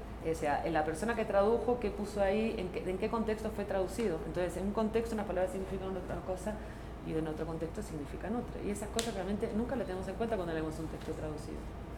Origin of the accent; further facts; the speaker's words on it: Argentina; now in Barcelona, Spain; yo vivo en Barcelona, aunque se nota que no soy, que soy argentina, pero bueno, vivo en Barcelona.